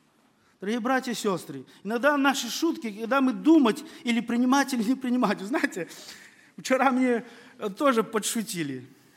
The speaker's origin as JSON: {"language": "Russian", "country": "Belarus", "tie": "born or raised there", "said": "Практически я вырос в Беларуси, в лесах, я знаю, где какие грибы."}